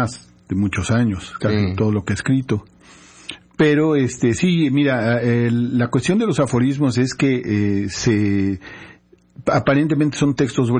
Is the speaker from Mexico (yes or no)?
yes; Xalapa, Veracruz, Mexico; Y yo soy de aquí, de Jalapa, soy de los nativos.